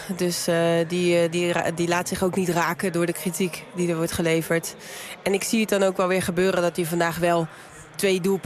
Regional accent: Netherlands; Zo zijn wij Nederlanders, hè.

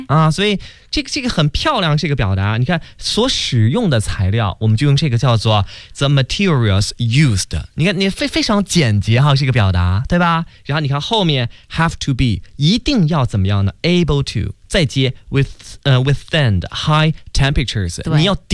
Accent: Beijing, China; accent: Beijing; 这刚才给大家说那是我们北京话

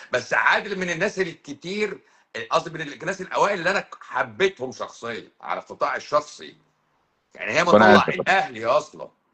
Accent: Egypt

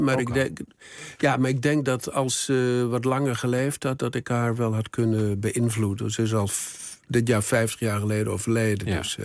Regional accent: Hellendoorn, Overijssel, Netherlands; Mijn vader was de kleermaker van het dorp. Ik kom uit Hellendoorn in Overijssel. Eigenlijk de grens Salland-Twente.

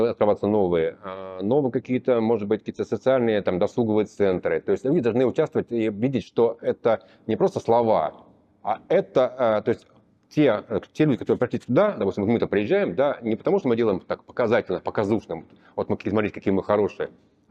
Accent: Moscow, Russia; сравнивая даже с тем, что мы москвичи, да, вот мы живем здесь

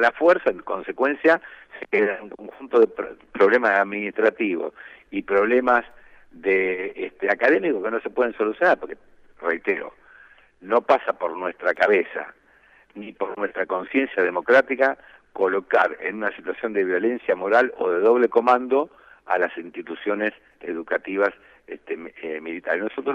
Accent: Santa Fe, Argentina; Yo soy de Santa Fe, soy profesor titular de la Facultad de Derecho

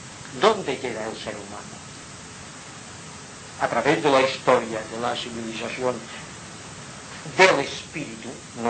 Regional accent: Inca, Balearic Islands, Spain; born there; Yo nací en Inca. ¿Cuántas veces he dicho que Inca es la capital de Europa?

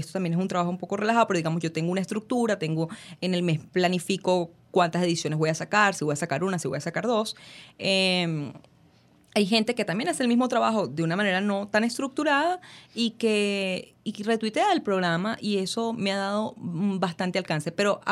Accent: Caracas, Capital District, Venezuela; Como buena venezolana y caraqueña, me reí, porque pensé que me estaba echando broma.

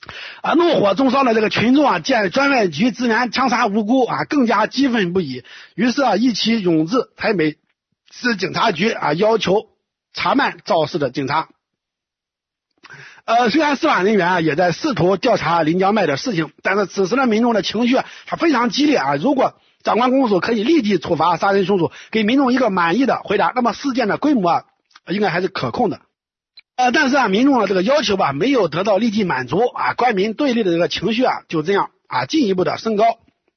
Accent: China; 但是咱们大陆人嘛，在今天可以说是司空见惯啊

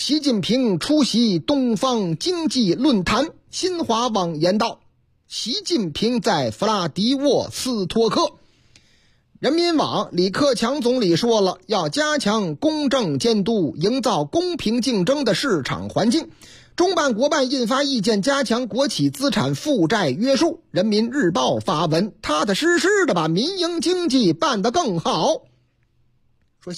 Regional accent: Shanghai, China; 我老家啊，阿拉老家上海，是吧？

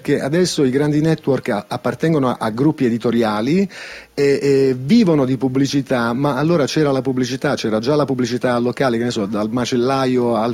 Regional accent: Foggia, Apulia, Italy; io che provengo da Foggia mi sentivo un po' piccolo

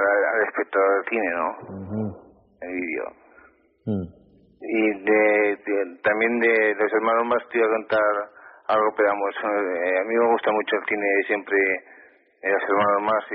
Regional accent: Zaragoza, Aragon, Spain; Mira, soy de aquí, de Zaragoza.

